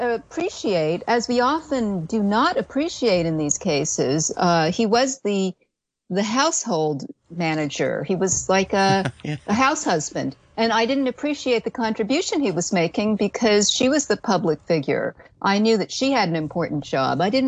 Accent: United States; Well, I don't take an interest in this as an American, as you know. I'm more of a Commonwealth person on this front.

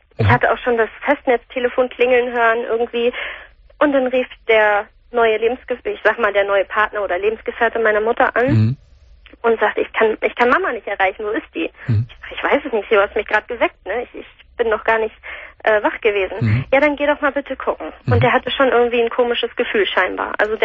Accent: Hamburg, Germany; wir kommen hier aus Hamburg.

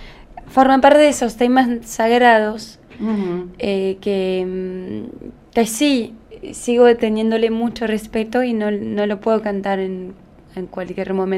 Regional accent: France; Spanish is a second language; Era parte de nuestra cultura, como yo soy francesa, entonces...

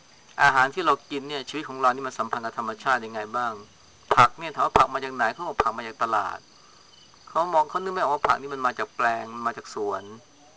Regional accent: Chaiyaphum, Thailand; พวกเราเป็นคนชัยภูมิเนี่ยเรารู้จักอเมริกาเรารู้เรื่องกรุงเทพ

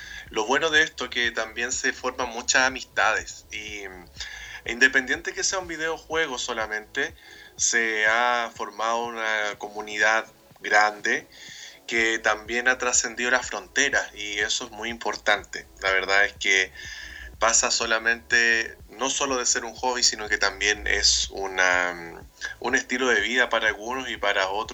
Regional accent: Chile; soy de Chile.

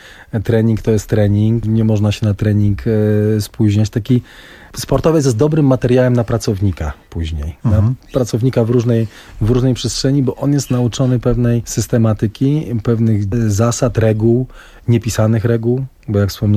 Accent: Nysa, Opole Voivodeship, Poland; born there; now in Częstochowa, Poland; w Gdańsku powróciłem do Częstochowy, bo tam mam centrum życiowe, aczkolwiek urodziłem się w Nysie w ogóle. To jest też długa historia, że ja tak migruję po tej Polsce

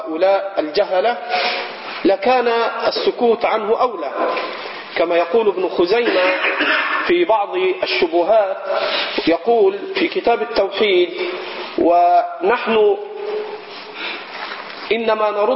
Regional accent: Egypt; حتى عندنا في مصر، حتى عندنا في مصر

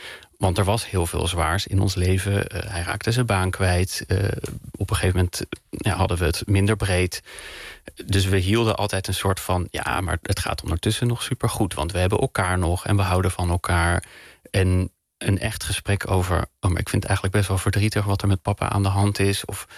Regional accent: Bussum, North Holland, Netherlands; Ik kom uit Bussum. Hè? Hoe white middle class privileged wil je het hebben?

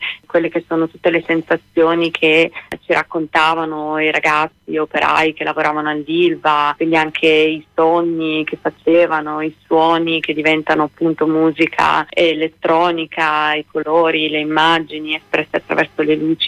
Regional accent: Taranto, Apulia, Italy; io vengo da Taranto

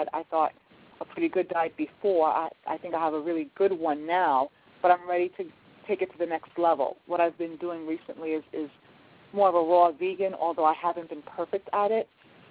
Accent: Brooklyn, New York, United States; moved away; I'm actually originally from Brooklyn, New York, was born and raised, and moved to North Carolina about 13 years ago.

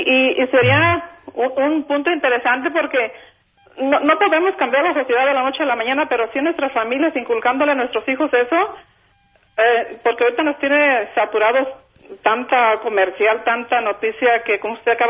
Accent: Jalisco, Mexico; now in Ontario, United States; Soy de Jalisco.

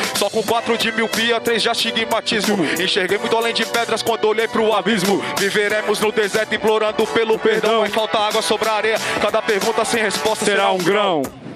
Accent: São Vicente, São Paulo, Brazil; E eu sou de São Vicente

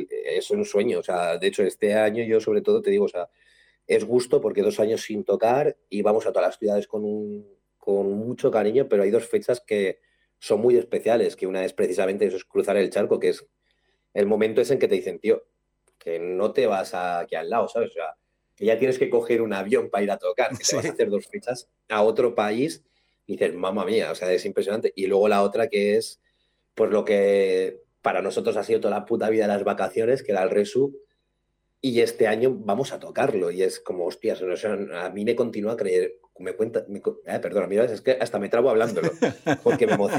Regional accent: Alicante, Valencian Community, Spain; porque yo soy alicantino

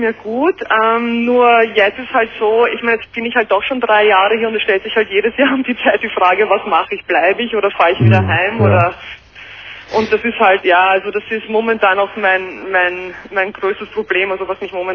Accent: Austria; moved away as an adult; now in New York, United States; Ich wohne seit 3 Jahren schon in New York, bin ursprünglich aus Österreich

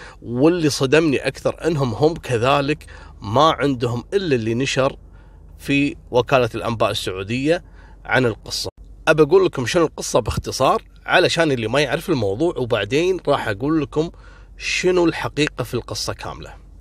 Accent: Kuwait

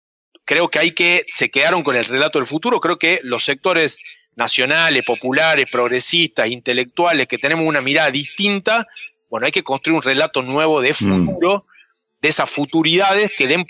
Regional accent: Argentina; lo que hablan de nuestra identidad como Argentina en el mundo.

